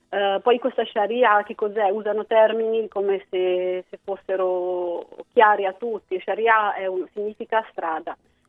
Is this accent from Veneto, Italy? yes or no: no; Umbria, Italy; now in Milan, Italy; casa mia un po' Perugia, perché lì sono nata e cresciuta, però ormai mi sento pienamente milanese, sono qui da 17 anni, e anche il mio accento ormai si sta modificando